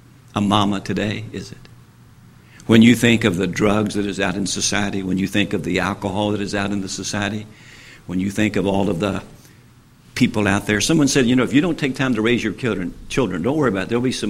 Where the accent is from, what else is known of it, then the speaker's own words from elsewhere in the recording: Winchester, Kentucky, United States; I remember, I tell people, I owned Winchester, Kentucky, my hometown.